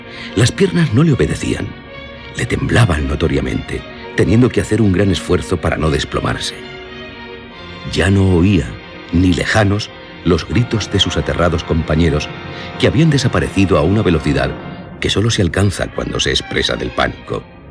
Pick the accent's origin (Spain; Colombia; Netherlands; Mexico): Spain; Basque Country; Y yo soy de Álava